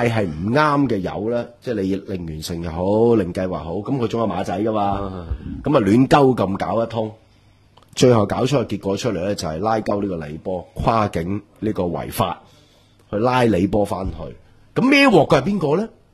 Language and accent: Cantonese; Hong Kong; 呢个系我哋香港人难听啲讲喺港英嘅殖民地里边训练出嚟嘅嘢嚟噶嘛？